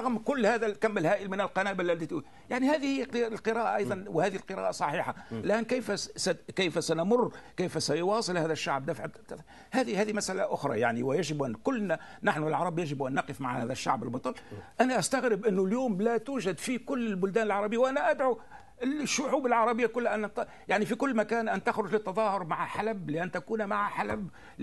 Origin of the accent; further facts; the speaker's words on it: Tunisia; أنا أعتبر شو أنت سوري وأنا تونسي